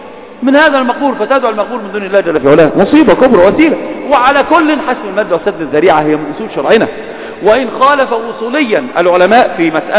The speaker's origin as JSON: {"language": "Arabic", "country": "Egypt", "said": "إحنا عندنا في مصر المقابر الآن أصبحت بيوتات للناس"}